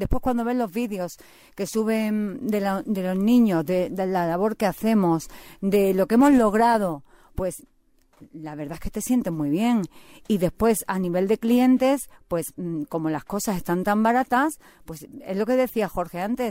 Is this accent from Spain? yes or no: yes; Seville, Andalusia, Spain; yo soy sevillana, mi madre pues pertenecía a Acción Católica